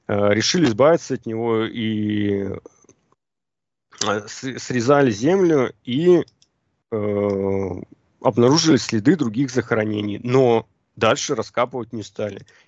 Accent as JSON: {"language": "Russian", "town": "Yekaterinburg", "region": "Sverdlovsk Oblast", "country": "Russia", "said": "Да, я же сам из Екатеринбурга."}